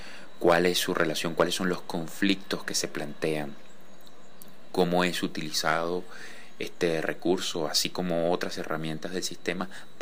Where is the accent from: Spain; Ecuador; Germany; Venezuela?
Venezuela; Soy pintor venezolano